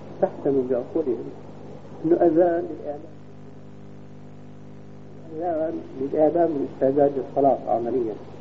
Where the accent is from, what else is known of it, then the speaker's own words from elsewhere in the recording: Syria; عندنا في الشام